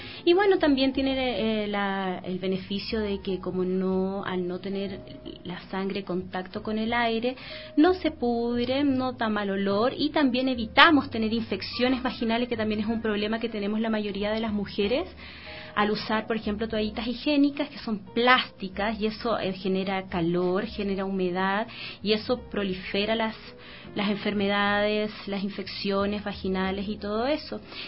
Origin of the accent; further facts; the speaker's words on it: Chile; now in Ecuador; yo soy de Chile, ¿ya?